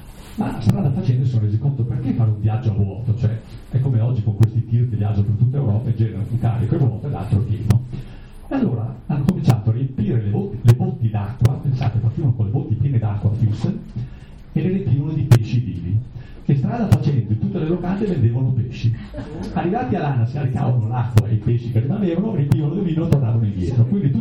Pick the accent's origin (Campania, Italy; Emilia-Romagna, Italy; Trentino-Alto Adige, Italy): Trentino-Alto Adige, Italy; Lasa; born there; io tra l'altro sono nato per caso a Lasa